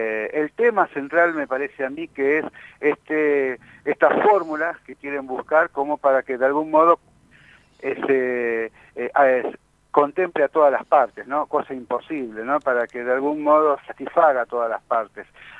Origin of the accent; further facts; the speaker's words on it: La Matanza, Buenos Aires Province, Argentina; Yo soy de La Matanza